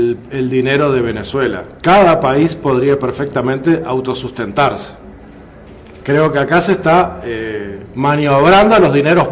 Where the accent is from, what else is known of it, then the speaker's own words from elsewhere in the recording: Uruguay; a mí como uruguayo no me interesa ser el presidente de América